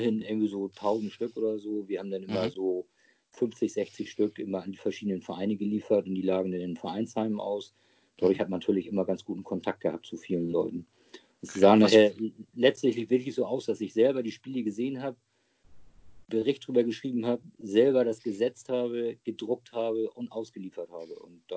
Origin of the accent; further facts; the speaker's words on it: Hamburg, Germany; Also ich bin ja jetzt mittlerweile 55 Jahre alt, gebürtiger Hamburger. Genauer gesagt bin ich Harburger. Da legen die Harburger ja oft Wert drauf und auch die Hamburger. Aber aufgewachsen bin ich eigentlich in Hamburg-Wilhelmsburg, mitten im Herzen von Hamburg